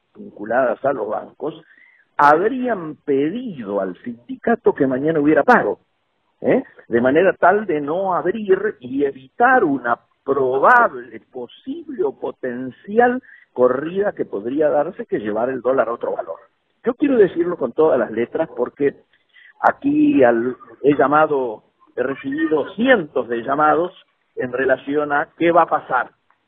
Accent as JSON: {"language": "Spanish", "region": "Patagonia", "country": "Argentina", "moved": "yes", "lives_now": "Madrid, Spain", "said": "Los que venimos, yo soy patagónico, los que venimos a Madrid desde los 60, 70"}